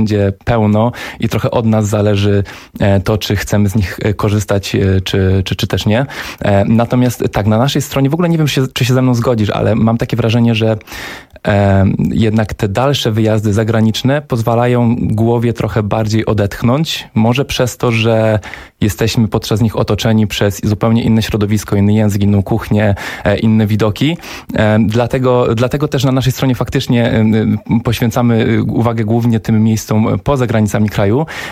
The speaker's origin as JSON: {"language": "Polish", "region": "Opole Voivodeship", "country": "Poland", "said": "pochodzę z Opolszczyzny, która szczerze uważam, że jest takim najbardziej niedocenianym turystycznie obszarem naszego kraju"}